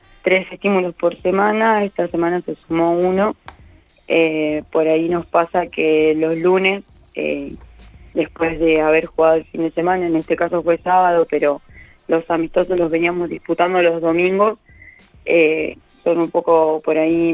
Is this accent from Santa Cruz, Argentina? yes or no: no; La Pampa, Argentina; yo soy de Austoni, es un pueblo muy chico de acá de La Pampa, donde tiene 300 habitantes